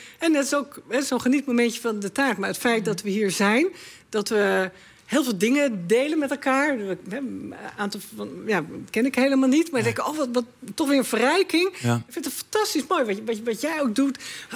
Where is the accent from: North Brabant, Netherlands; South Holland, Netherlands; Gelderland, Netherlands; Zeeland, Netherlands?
Zeeland, Netherlands; Goes; moved away; helaas verhuisde ik toen van Goes, ik kom uit Zeeland, naar Scherpenzeel.